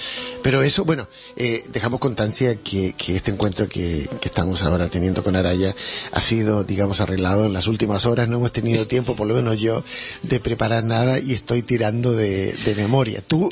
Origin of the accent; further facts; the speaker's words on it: Valparaíso, Chile; born there; No, bueno, nací en Valparaíso